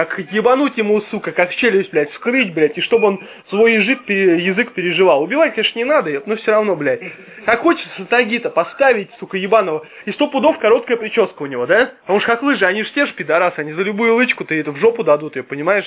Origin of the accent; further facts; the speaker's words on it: Zaprudnya, Moscow Oblast, Russia; В Запрудне, конечно, мы коренные все.